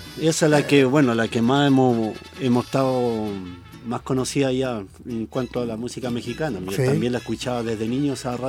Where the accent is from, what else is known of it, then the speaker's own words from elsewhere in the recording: La Unión, Los Ríos, Chile; now in Renca, Chile; yo soy de La Unión, de la zona sur de La Unión. Allá se escuchaba harto la música mexicana.